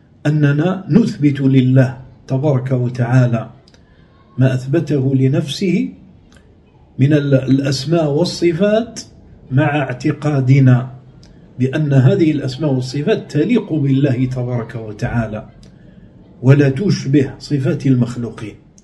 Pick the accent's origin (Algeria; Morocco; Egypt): Algeria; في بلادنا الجزائر